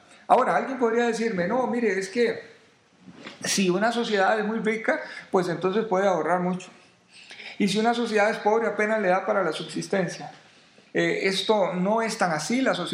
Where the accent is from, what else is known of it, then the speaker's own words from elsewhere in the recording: Costa Rica; Son otros los que se hacen dueños de las empresas acá, y no somos los ticos los que somos los dueños.